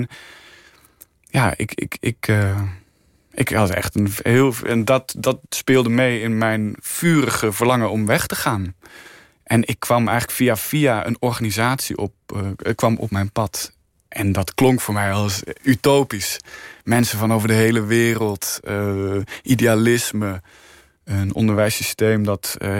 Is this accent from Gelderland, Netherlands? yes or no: yes; Arnhem, Gelderland, Netherlands; Ik groeide op in Arnhem. Ik was in Arnhem. Opgegroeid in Arnhem. Opgevoed door twee fantastische ouders in een heel liefdevolle omgeving.